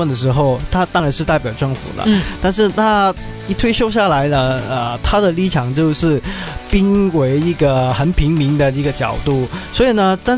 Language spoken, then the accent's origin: Chinese; Hong Kong